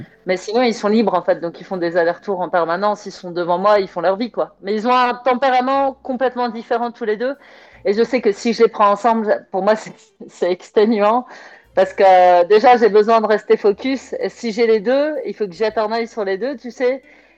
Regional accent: Roubaix, Hauts-de-France, France; je suis née à Roubaix et j'ai vécu 39 ans à Roubaix, parce que là, je viens d'avoir 43 ans

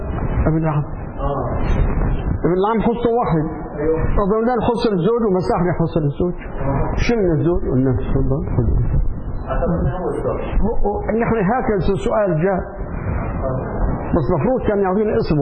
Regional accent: Syria; هو لبناني وأنا سوري

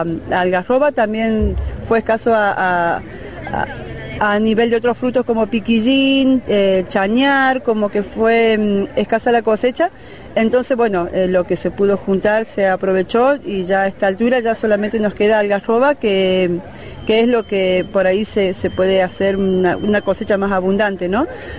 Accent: Travesía, Córdoba, Argentina; de Tras la Sierra, de Travesía especialmente.

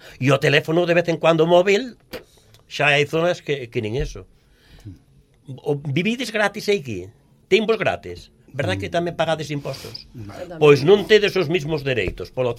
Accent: Barcia, Asturias, Spain; por falar el de onde son eu, digo, veño de Barcia

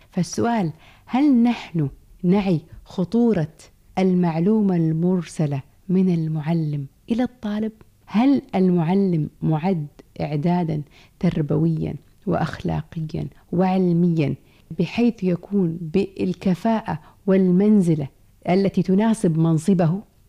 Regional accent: Kuwait; accent: Kuwaiti; من أجمل المصطلحات في لهجتنا الكويتية أن الحي اسمه

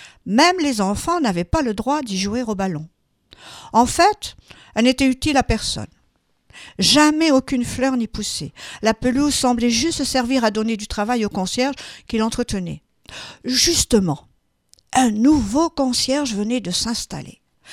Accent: Occitanie, France; je suis originaire des Pyrénées, je vous l'ai dit. J'ai toute mon enfance dans les Pyrénées

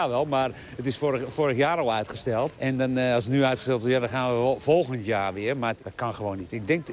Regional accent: Zandvoort, North Holland, Netherlands; En ik ben geboren en getogen in Zandvoort.

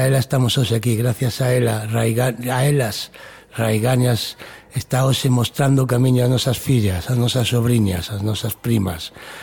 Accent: Malpica, Galicia, Spain; todas as avoas de Cerqueda, a miña parroquia, en Malpica

